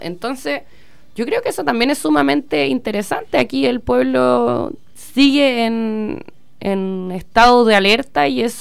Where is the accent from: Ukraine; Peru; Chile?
Chile; digo, como chilenos, como chilenas, que es necesario ir empujando